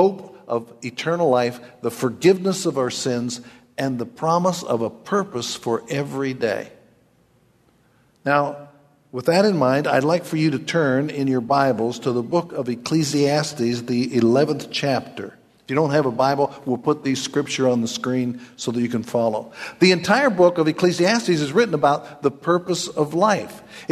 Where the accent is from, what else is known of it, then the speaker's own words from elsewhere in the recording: Kentucky, United States; But even though I'm from Kentucky, I hope you listen